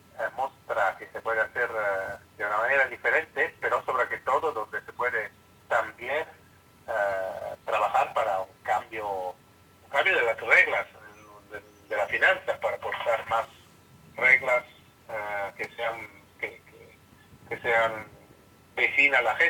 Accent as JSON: {"language": "Spanish", "country": "Italy", "second_language": "Spanish", "said": "si yo soy italiano y hablo un español un poco cómico"}